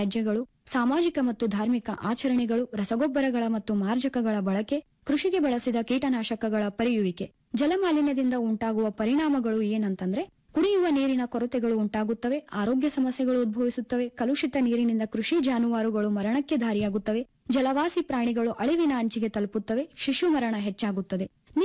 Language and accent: Kannada; Kalaburagi, Karnataka, India; ನಾನು ಮೂಲತಃ ಕಲಬುರಗಿ ಜಿಲ್ಲೆಯವಳು.